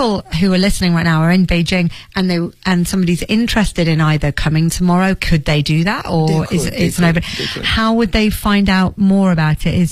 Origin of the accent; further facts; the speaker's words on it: England, United Kingdom; I'm English